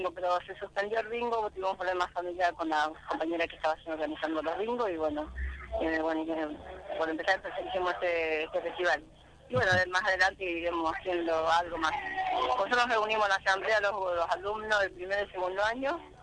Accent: Chaco, Argentina; now in Buenos Aires, Argentina; soy del Chaco y... Empecé a trabajar como cajera volantina, cuando vine a Buenos Aires

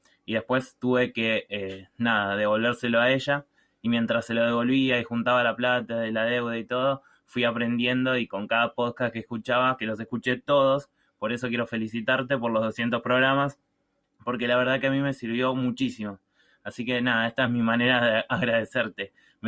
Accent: Argentina; de Argentina

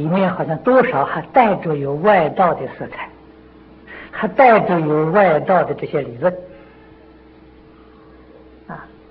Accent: China; 我们中国人这个修行功夫没有这么高啊

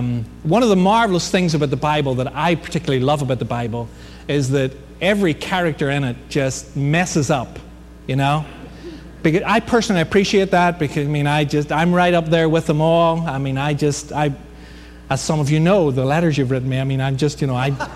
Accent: Ireland; You know, I'm Irish, what can I say?

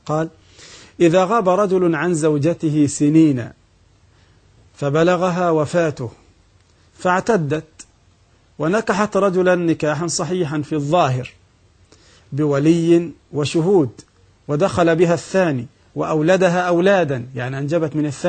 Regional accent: Egypt; البنوك عندنا في مصر 3 أقسام

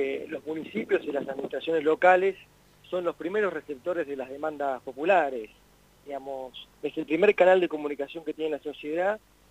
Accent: Huatraché, La Pampa, Argentina; yo soy pampeano, nací en Huatraché, viví acá y fui a Buenos Aires a estudiar. Después tuve alguna experiencia laboral en Buenos Aires, en la provincia de Buenos Aires también.

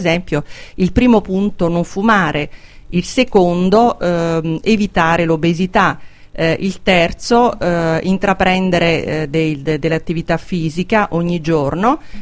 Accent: Abruzzo, Italy; Scusate, io sono abruzzese, quindi sponsorizzo i musicisti della mia regione quando li conosco.

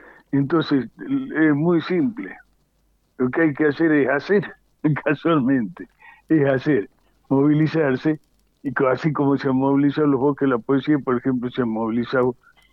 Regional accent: Argentina; Estos somos los argentinos de a pie, los argentinos bien paridos de aquí, en los que nos hemos creado queriendo a esta tierra

